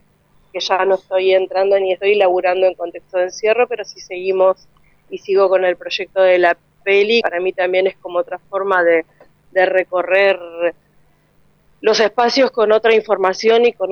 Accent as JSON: {"language": "Spanish", "town": "Comodoro Rivadavia", "region": "Chubut", "country": "Argentina", "said": "yo, como te decía, vengo del sur y vengo de la ciudad de Comodoro Rivadavia"}